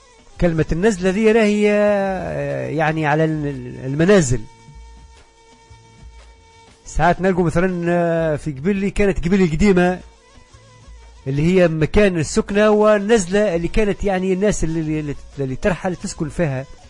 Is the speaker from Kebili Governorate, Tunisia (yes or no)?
yes; Kebili Governorate, Tunisia; كانت نفزاوة تعيش على، ونعرف أنا منطقة صحراوية مناخها ضعيف شوي، شديد البرودة شتاء وشديد الحرارة صيفا وقليل الأمطار